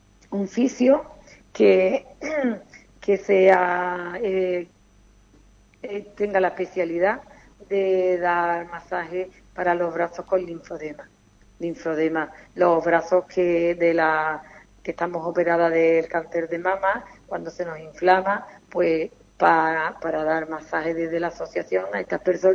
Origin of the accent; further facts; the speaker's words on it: Ubrique, Andalusia, Spain; me encanta mi pueblo, que le agradezco a todo el ubriqueño, a todos los ubriqueños